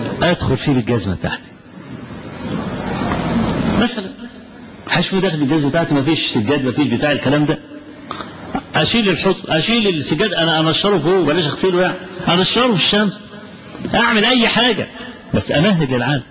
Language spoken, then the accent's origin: Arabic; Kafr El Sheikh Governorate, Egypt; وبكل أسف قلدهم بعض الشباب الصغير في بعض المراكز عندنا في كفر الشيخ.